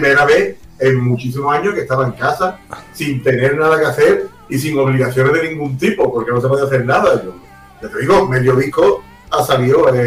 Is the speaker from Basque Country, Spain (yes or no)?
no; Fortuna, Region of Murcia, Spain; Yo soy un rockero de Fortuna. Yo me dedico a tocar la guitarra.